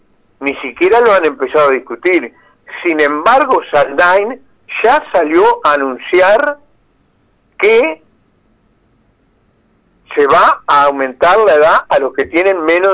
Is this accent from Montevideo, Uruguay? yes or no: no; Fray Bentos, Río Negro, Uruguay; born there; seguramente ustedes llegan a Fray Ventos, que es mi pueblo de nacimiento.